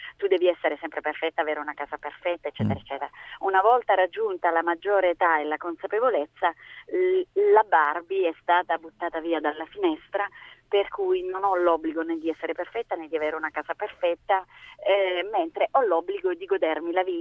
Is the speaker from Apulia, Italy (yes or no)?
yes; Lecce, Apulia, Italy; now in Bari, Italy; Io amo la mia attività a Bari e comunque, pur essendo una leccese, amo Bari, amo profondamente questa città.